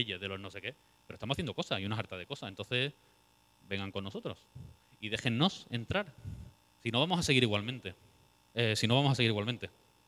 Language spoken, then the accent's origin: Spanish; Andalusia, Spain; yo, como andaluz, mira que a mí me cuesta identificarme como algo, pero como andaluz